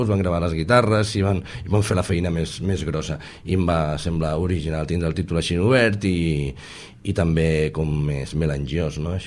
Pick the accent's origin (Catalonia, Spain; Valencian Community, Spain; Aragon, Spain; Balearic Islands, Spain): Catalonia, Spain; Sabadell; i jo sóc de Sabadell, i pujava o baixava a Tarragona a gravar-lo